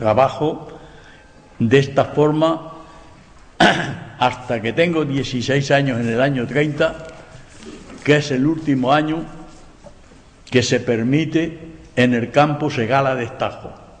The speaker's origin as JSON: {"language": "Spanish", "town": "Espejo", "region": "Andalusia", "country": "Spain", "tie": "born or raised there", "said": "porque Espejo es mi pueblo, no el vuestro, el mío. Lo he defendido con coraje."}